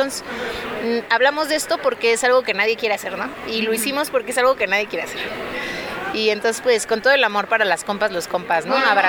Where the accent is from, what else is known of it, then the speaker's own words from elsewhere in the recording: Oaxaca, Mexico; yo vengo del territorio de Oaxaca, ¿no? Y allá, pues, el tema de las pipas de agua se ha disparado, ¿no?